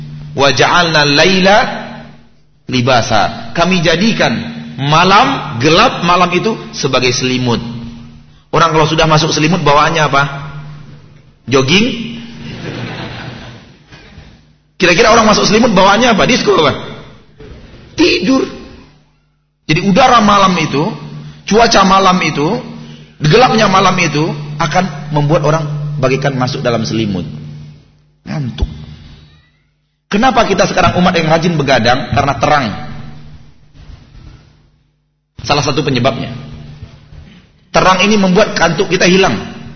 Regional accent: Bukittinggi, West Sumatra, Indonesia; Ya kampungnya di Kebumen misalnya, yang kampungnya di Garut, yang kampungnya di mana-mana gitu. Kalau saya di Bukit Tinggi.

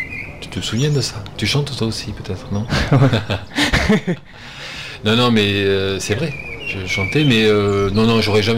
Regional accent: Montauban, Occitanie, France; born there; je suis né à Montauban, pas très loin d'ici, donc.

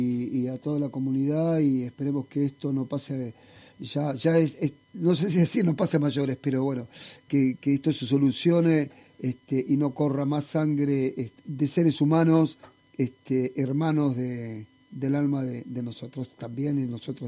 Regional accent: Argentina; como ciudadano argentino, como ser humano, estoy absolutamente preocupado y conmovido

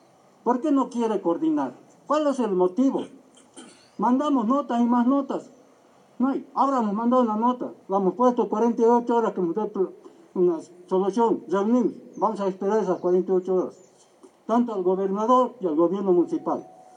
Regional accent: Tarija, Bolivia; Yo no sé por qué somos los tarijeños así.

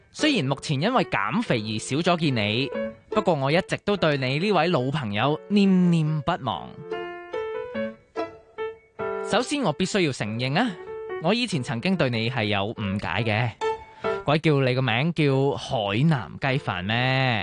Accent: Hong Kong; 我嘅官籍喺南海，但我喺香港出生，香港生活。咁到底我系南海人定香港人呢？

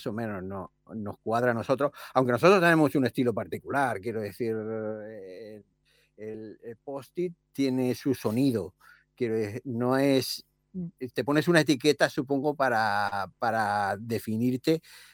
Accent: Barcelona, Catalonia, Spain; Nosotros somos de Barcelona

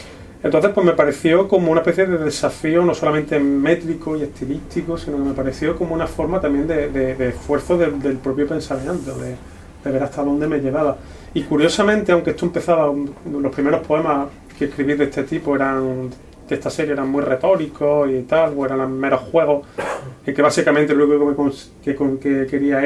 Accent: Córdoba, Andalusia, Spain; como cordobés, senequista que soy, sé muy bien

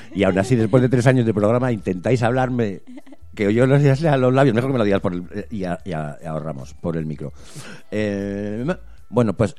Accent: Basque Country, Spain; nosotros somos vascos, aquí hubo una inmigración del 30% en su momento

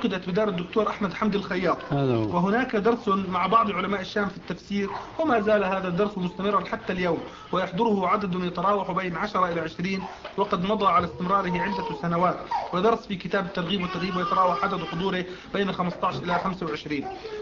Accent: Riyadh, Riyadh Province, Saudi Arabia; من الرياض.

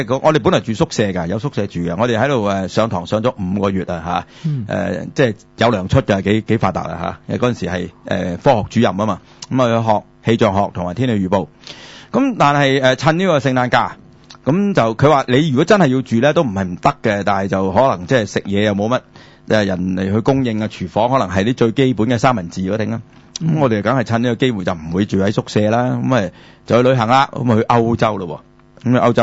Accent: Guangdong, China; 我哋广东人叫两啦，系即系二啦，系嘛？

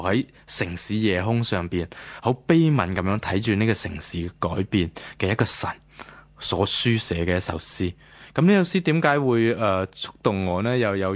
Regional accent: Guangdong, China; 天光系我哋广东人嘅。

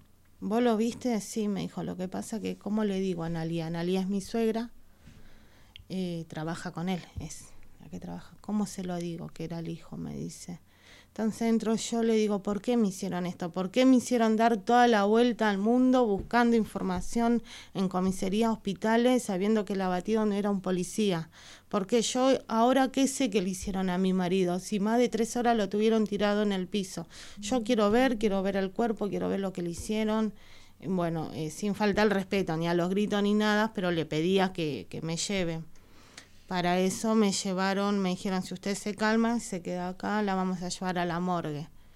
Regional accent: Punta Lara, Buenos Aires Province, Argentina; vuelvo a la comisaría de Punta Lara, porque nosotros somos de Punta Lara

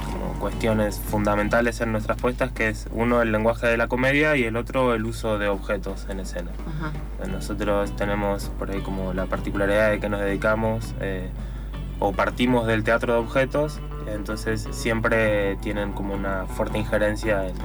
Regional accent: Neuquén, Argentina; now in San Martín, Argentina; dos de los integrantes somos de Neuquén y el otro integrante es de Perú.

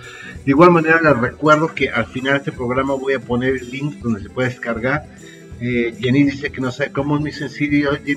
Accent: Irapuato, Guanajuato, Mexico; yo también soy de Irapuato, Guanajuato, México, la capital mundial de las fresas

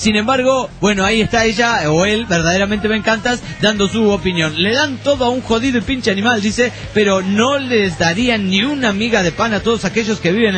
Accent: Argentina; y soy de Argentina.

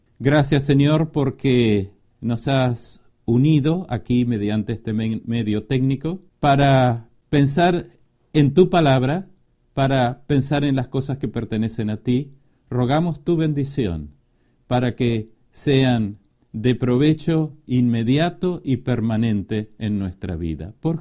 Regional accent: Uruguay; soy oriundo de la República Oriental del Uruguay.

